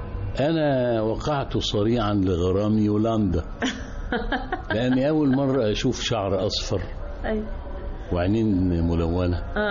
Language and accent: Arabic; Cairo, Cairo Governorate, Egypt; أنا نشأت في قاهرة المعز في الغورية، وأنا من مواليد الدرب الأحمر.